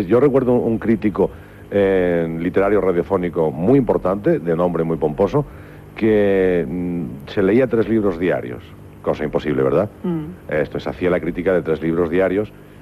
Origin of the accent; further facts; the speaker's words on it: Spain; tuve muchísimo cuidado siempre, como español, tuve mucho cuidado siempre